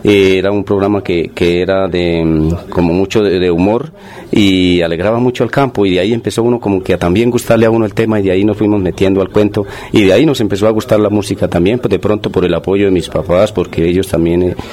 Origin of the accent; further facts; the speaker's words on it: Santa Sofía, Boyacá, Colombia; Soy oriundo de Santa Sofía, departamento de Boyacá.